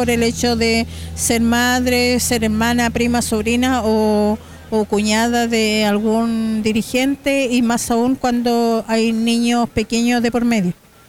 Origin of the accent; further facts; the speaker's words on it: Temuco, Araucanía, Chile; Vengo de Temuco y soy parte de la Casa Autogestionada de Mujeres de Gulumapu